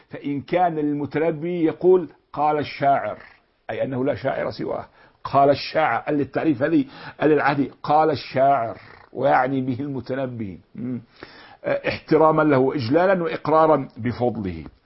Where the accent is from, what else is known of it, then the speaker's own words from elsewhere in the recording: Jordan; ولا جبل رضوى من جبل إبل الأدهم عندنا في الأردن